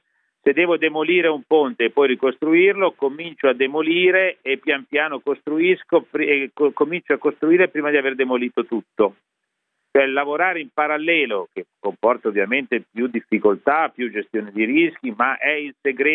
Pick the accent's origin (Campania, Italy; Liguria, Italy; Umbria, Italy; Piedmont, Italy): Liguria, Italy; Genoa; E siccome sono di Genova, le do un paragone.